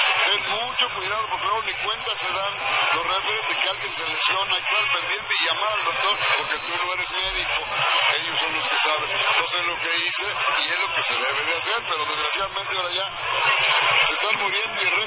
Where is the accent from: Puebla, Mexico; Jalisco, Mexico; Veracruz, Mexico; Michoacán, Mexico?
Jalisco, Mexico; Guadalajara; estoy muy a gusto de venir a mi tierra después de tantos rogares que me mandaran